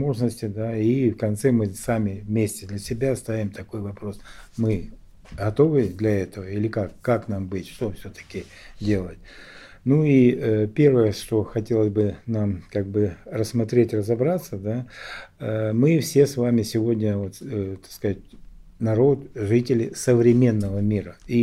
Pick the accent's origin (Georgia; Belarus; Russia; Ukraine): Ukraine; Donbas; потому что я сам из Донбасса, и все это не для меня не какая-то там чужесторонняя информация по телевизору